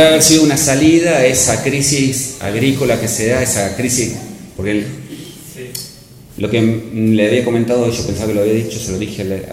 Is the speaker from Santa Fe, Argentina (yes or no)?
yes; Santa Fe, Argentina; mi pueblo, que es en el sur de Santa Fe, en 1914 tenía 5.000 habitantes.